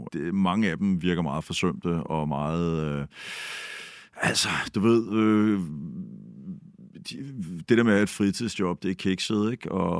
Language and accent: Danish; Bagsværd, Capital Region of Denmark, Denmark; jeg er jo fra Bagsvær og vokset op i sådan en akademikerfamilie.